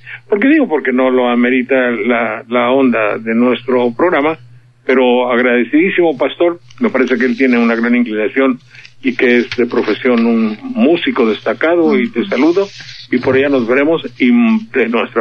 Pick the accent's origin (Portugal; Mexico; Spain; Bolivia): Mexico; Ahí estoy, señor, soy mexicano, mi tierra es Bravía